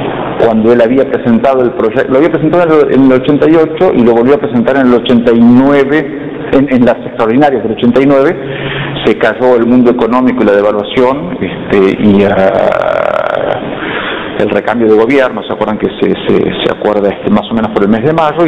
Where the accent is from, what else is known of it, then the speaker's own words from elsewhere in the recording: Córdoba, Argentina; born there; de origen, nací en Córdoba, así después no viví nunca, pero en fin, de origen cordobés